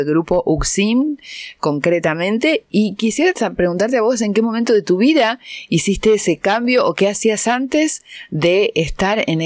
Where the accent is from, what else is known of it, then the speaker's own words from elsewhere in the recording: Casilda, Santa Fe, Argentina; Casilda, mi ciudad natal.